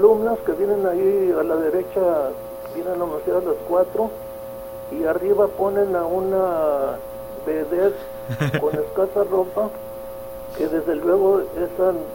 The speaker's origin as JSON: {"language": "Spanish", "town": "Cajeme", "region": "Sonora", "country": "Mexico", "tie": "born there", "said": "yo soy nacido en Cajeme"}